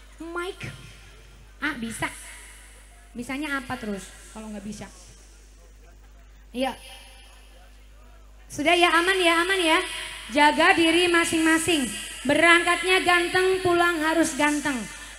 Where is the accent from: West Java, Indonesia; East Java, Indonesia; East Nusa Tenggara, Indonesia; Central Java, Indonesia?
East Java, Indonesia; Meskipun saya dari Jawa Timur, tapi saya kepingin bisa bawain lagu tarling ya.